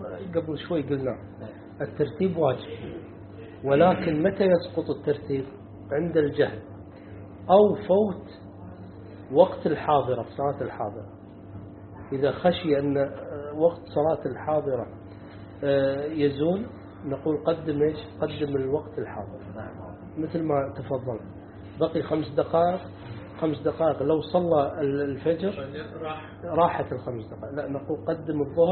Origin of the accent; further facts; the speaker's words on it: Kuwait; وهذا عندنا في الكويت هذا الحالة هذه في الكويت